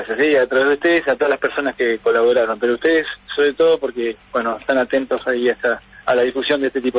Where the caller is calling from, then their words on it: Avellaneda, Buenos Aires Province, Argentina; de Avellaneda.